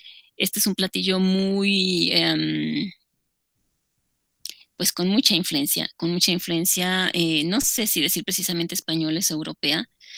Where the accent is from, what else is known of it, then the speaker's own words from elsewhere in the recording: Puebla, Mexico; a nosotros, como voy a hablar en mexicanos, nos identifica y sobre todo a nosotros también como parte poblana nos identifica